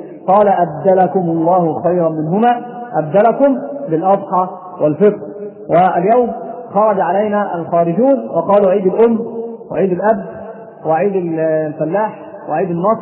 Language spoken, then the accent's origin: Arabic; Egypt; النساء عندنا في مصر عندهم خميس رجب لابد أن يصام